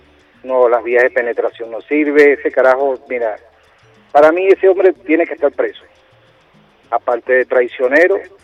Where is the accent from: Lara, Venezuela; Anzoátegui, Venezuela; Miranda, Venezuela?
Miranda, Venezuela; Como venezolano y mirandino que soy, mira, da pena ajena lo que esta gente ha hecho con el estado Miranda.